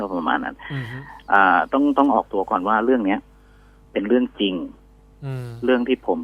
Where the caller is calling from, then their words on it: Suphan Buri, Thailand; ตอนนี้อยู่ที่บ้านครับที่สุพรรณบุรี